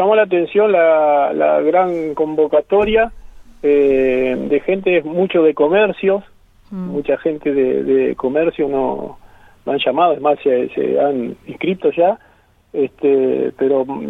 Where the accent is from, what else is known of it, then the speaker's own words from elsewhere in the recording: Buenos Aires, Argentina; Yo soy de Buenos Aires, en Buenos Aires.